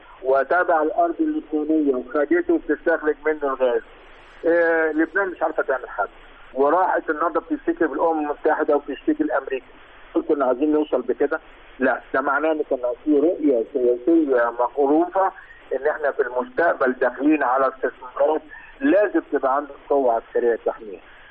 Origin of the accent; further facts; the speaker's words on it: Egypt; احنا عندنا في مصر أربع اتجاهات استراتيجية